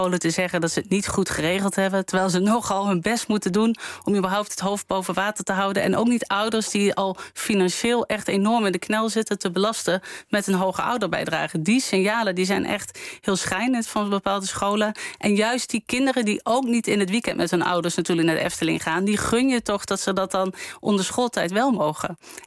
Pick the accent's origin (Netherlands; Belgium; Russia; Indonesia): Netherlands; Limburg; Nou ja, ik ben zelf opgegroeid in Limburg.